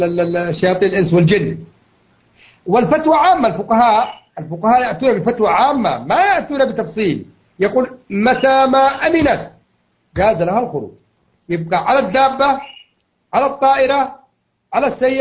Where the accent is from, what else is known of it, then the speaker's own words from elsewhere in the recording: Yemen; لكن اللي أعرف أنه عندنا في اليمن